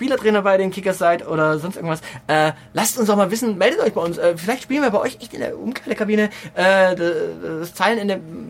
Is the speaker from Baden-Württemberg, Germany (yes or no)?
yes; Baden-Württemberg, Germany; Denn ich bin aus Baden-Württemberg